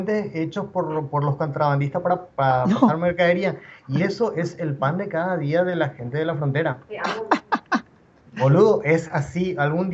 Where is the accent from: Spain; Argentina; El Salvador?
Argentina; Clorinda, Formosa; also born or lived in Paraguay; mis padres son paraguayos, yo también soy paraguayo, pero yo me crecí y me crié más en Argentina por el tema de que es frontera